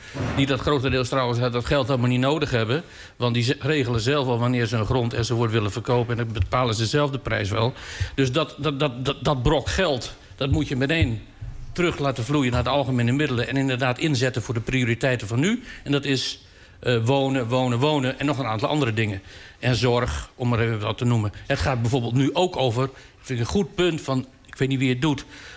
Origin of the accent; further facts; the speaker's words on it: Groningen, Netherlands; als Groninger even afgereisd naar Den Haag.